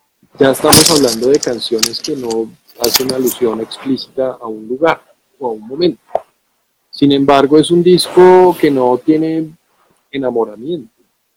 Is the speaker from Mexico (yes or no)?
no; Bogotá, Colombia; Y pues trayéndolo a mi Bogotá, a mi entorno, que es de donde yo soy.